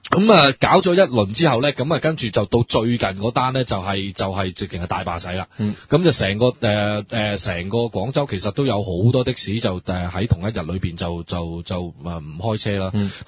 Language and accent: Cantonese; Hong Kong; 或者我哋香港人以前叫白牌啦